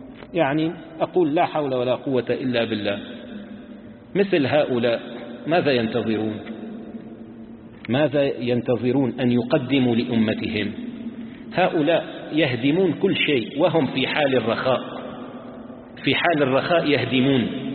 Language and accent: Arabic; Damascus, Damascus Governorate, Syria; عندنا بدمشق طعام طيب جميل